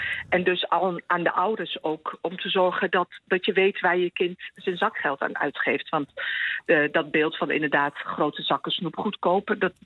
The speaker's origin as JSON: {"language": "Dutch", "town": "Winterswijk", "region": "Gelderland", "country": "Netherlands", "tie": "born there", "said": "Ik ben Marokkaanse geboren in Winterswijk."}